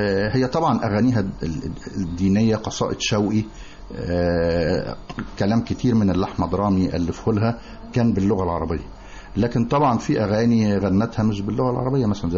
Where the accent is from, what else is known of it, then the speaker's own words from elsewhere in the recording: El Kurdi, Dakahlia, Egypt; إحنا من بلد اسمها الكردي مركز منية النصر محافظة الدقهلية.